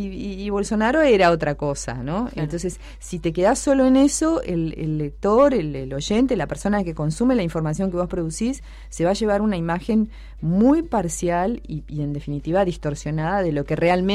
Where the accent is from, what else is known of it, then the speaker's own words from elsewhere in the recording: Argentina; A mí, yo soy argentina y naturalmente me pasa que no veo mucho en los medios de mi país a la gente que representa algunas causas